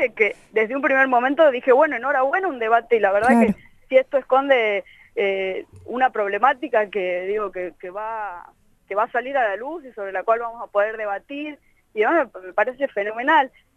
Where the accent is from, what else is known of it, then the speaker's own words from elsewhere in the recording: Tucumán, Argentina; Yo estaba en Tucumán, yo soy tucumana, y había ido, bueno, a tocar y de paso iba a visitar a la gente de mis pagos.